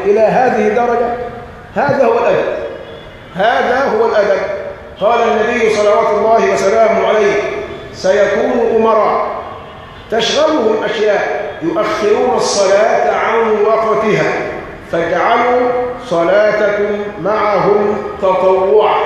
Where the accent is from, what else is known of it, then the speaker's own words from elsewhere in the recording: Egypt; واحنا عندنا كمصريين مثل شعبي بيقول كل شاة برجليها معلقة